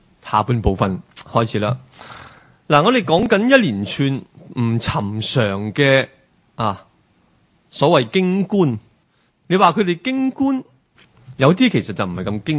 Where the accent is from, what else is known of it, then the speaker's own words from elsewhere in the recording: Hong Kong; 其实我哋香港人好少用呢种思维嘅。